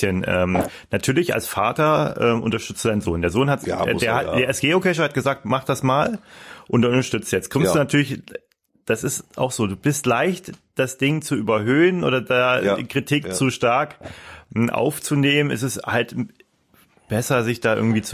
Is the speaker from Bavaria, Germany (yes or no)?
no; Hanau, Hesse, Germany; Nee, waren natürlich nicht aus Kassel. Wir sind in Hanau aufgewachsen.